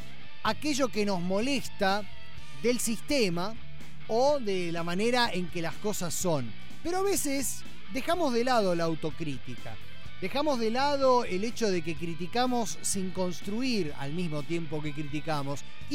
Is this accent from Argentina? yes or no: yes; Bahía Blanca, Buenos Aires Province, Argentina; moved away as an adult; now in Buenos Aires, Argentina; que a los 19 años vine desde Bahía Blanca a formar una banda de rock a Buenos Aires.